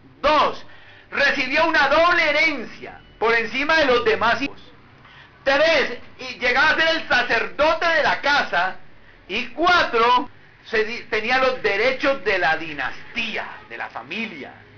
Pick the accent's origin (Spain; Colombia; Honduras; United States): Colombia; Barranquilla, Atlántico; yo vine de Barranquilla